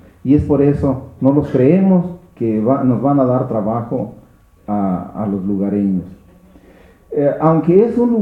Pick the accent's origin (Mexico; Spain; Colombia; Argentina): Mexico; ¿No somos mexicanos para defender nuestra nación?